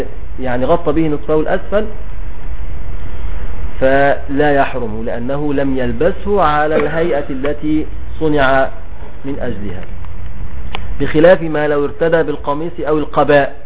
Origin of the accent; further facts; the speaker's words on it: Egypt; بنسميه عندنا في مصر الجلابية